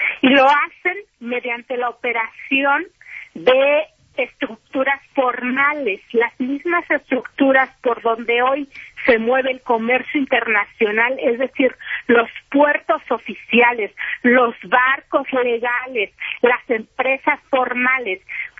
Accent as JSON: {"language": "Spanish", "country": "Mexico", "said": "como periodista mexicana"}